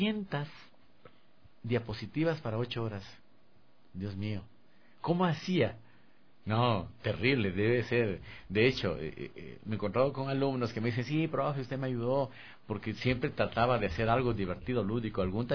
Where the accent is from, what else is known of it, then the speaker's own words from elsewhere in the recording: Ecuador; Y en mi país apenas 3. Y quizás sea porque soy un ecuatoriano y de pronto ven que el instructor es ecuatoriano.